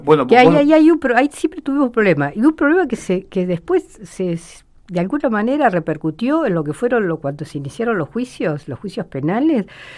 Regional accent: Dolores, Buenos Aires Province, Argentina; now in Mar del Plata, Argentina; Mis padres me habían mandado a estudiar acá a Mar del Plata, yo soy oriunda de Dolores.

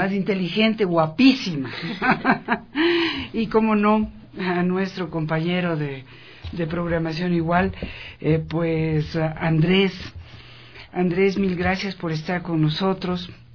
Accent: Ecuador; Somos gente capaz, ecuatorianas, ecuatorianos con muchas, pues muchas capacidades, muchos talentos

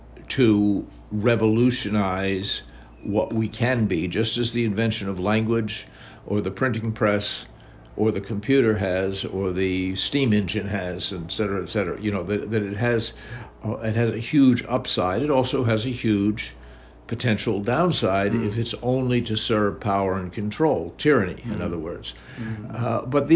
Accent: United States; And as an American, even though I experienced paedophile priests and grooming

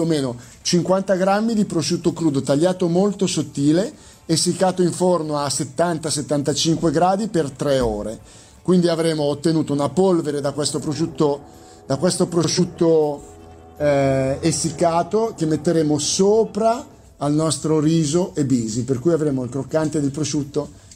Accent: Lombardy, Italy; Io uso un carnaroli perché sono lombardo.

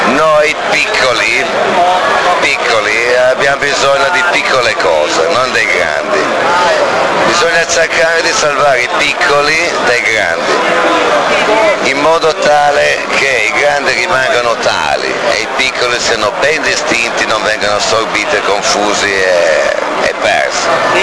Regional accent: Dogliani, Piedmont, Italy; Cuneo Dogliani, Monforte d'Alba Dogliani.

